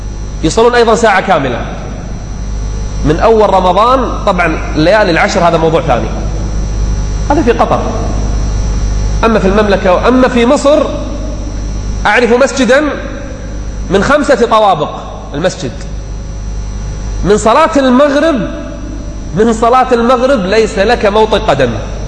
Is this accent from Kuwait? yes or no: yes; Kuwait; العام الماضي عندنا بالكويت